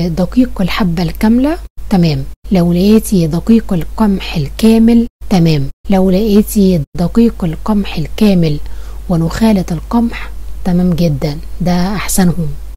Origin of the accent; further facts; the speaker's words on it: Egypt; يعني احنا مثلا عندنا في مصر النوع اللي الدكتور بيفضله